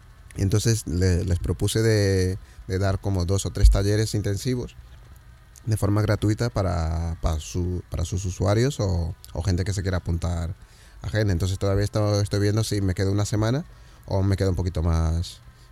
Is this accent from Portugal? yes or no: yes; Lisbon, Portugal; Spanish is a second language; also born or lived in Cape Verde; yo vivía en Lisboa. Es verdad que no soy un portugués al uso tampoco, por la parte esta de migración. Claro, yo en realidad nací en Cabo Verde. Parte de mi familia es africana.